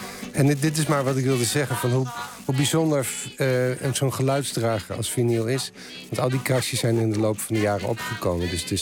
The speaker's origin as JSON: {"language": "Dutch", "region": "Utrecht", "country": "Netherlands", "said": "Ik kom uit Utrecht en de Utrechtse punkscene was best een levendige scene."}